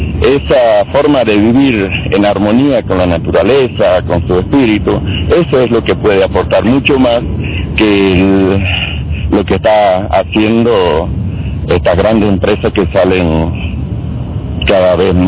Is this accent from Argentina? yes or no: yes; Argentina; Entonces, ahora que nosotros como argentinos defendamos lo que es nuestro